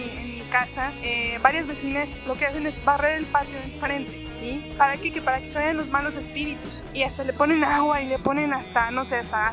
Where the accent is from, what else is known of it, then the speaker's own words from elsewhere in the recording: Mexico; a lo mejor tú dices como mexicano, aquí hacemos nuestro pozole, nuestro tamales, todos los tipos de platillos mexicanos